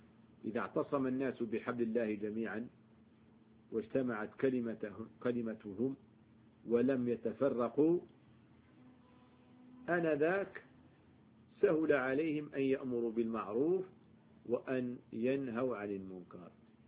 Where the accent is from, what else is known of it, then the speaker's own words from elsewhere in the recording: Algeria; احنا من الجزائر